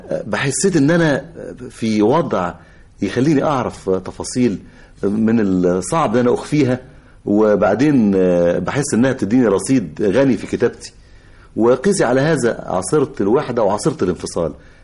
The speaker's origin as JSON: {"language": "Arabic", "country": "Egypt", "said": "وعارف كمصري وكمواطن بيقاسي وبيتمنى الخلاص لغاية ما حدثت الثورة"}